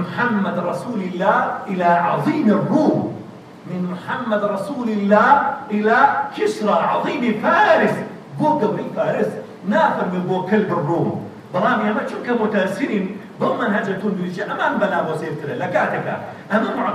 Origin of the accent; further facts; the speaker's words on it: Kurdistan Region, Iraq; اللهم احفظ بلدنا كردستان هذا يا رب العالمين